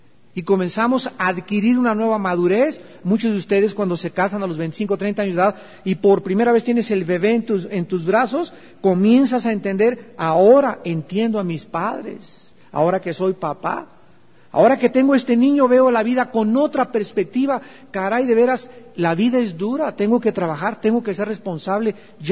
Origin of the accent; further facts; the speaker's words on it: Chihuahua, Mexico; Y al llegar a los 30, como dicen en mi tierra, a Chihuahua, ¿cuánto apache?